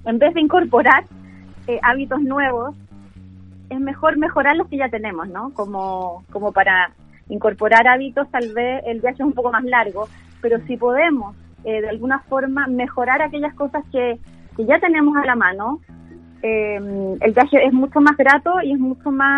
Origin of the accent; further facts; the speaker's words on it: Chillán, Ñuble, Chile; also born or lived in Santiago; Yo soy oriunda de Chillán, pero viví mucho tiempo en Santiago